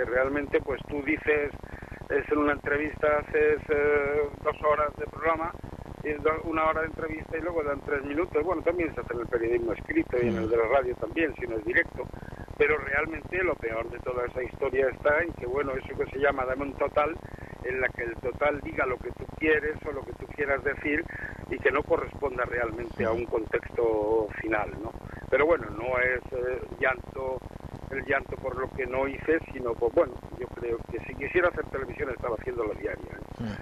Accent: Granada, Andalusia, Spain; Yo soy granadino.

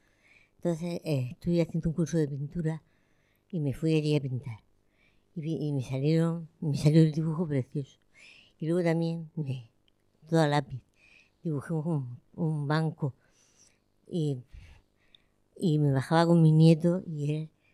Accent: Lorca, Region of Murcia, Spain; moved away as an adult; now in Murcia, Spain; Yo, porque como soy de Lorca, cuando me vine aquí a estudiar, pues los fines de semana era obligatorio irse a tu casa.

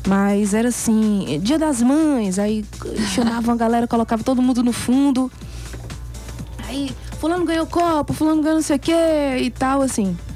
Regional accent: Juvenília, Minas Gerais, Brazil; born there; Porque Carinhanha é ali pertinho da cidade onde eu nasci. Cidade que eu sou natural, Juvenilha.

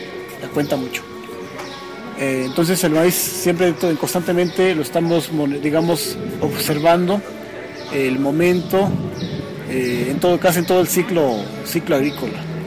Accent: Xochitlán de Vicente Suárez, Puebla, Mexico; de la Unidad Indígena Totonacanáhuatl, y soy originario de la Junta Auxiliar Xoatecpa Xochitlán de Vicente Suárez, Puebla.

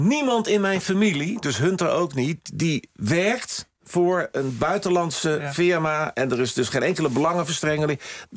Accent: Netherlands; maar goed, ook ik ben een Nederlander

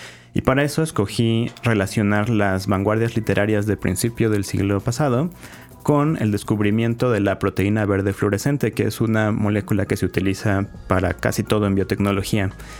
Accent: Mexico; creo que como mexicanos nos encanta reírnos de todo

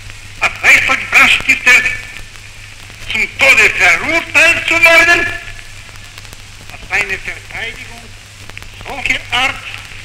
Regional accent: Bulgaria; German is a second language; Ich wusste intuitiv, war ich überzeugt, dass meine Heimat in Bulgarien niemand das glaubt.

